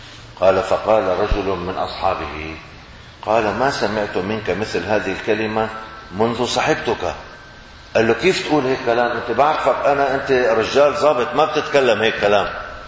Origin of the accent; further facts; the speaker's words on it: Syria; moved away; يعني انا خرجت من سوريا عام 1980 ميلادي، عام 1400 هجري، كان ما بنعرف شيء اسمه مانجا بسوريا